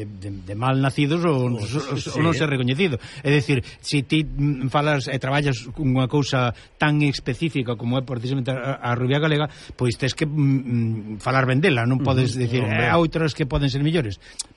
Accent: Galicia, Spain; como galegos, aquí no nesta periferia, neste Galicia Mediterránea

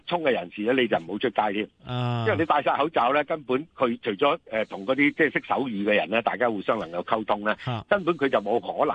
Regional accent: Guangdong, China; 譬如我哋廣東人成日都話講嘢好大聲噶嘛

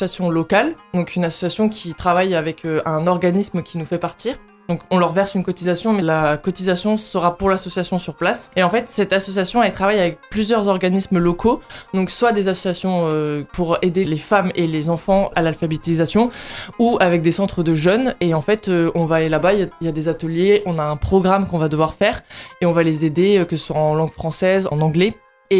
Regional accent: New Caledonia; also born or lived in Lorraine; now in Nancy, France; Pour l'instant je reste sur Nancy, mais mon projet c'est de partir de la région. Parce que bon, moi j'ai grandi en Nouvelle-Calédonie

